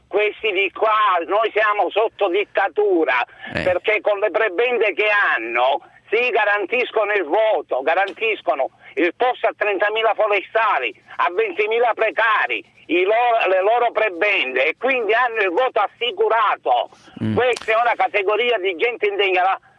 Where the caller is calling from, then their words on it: Palermo, Sicily, Italy; io chiamo da Palermo, quindi sono siciliano come Cracolici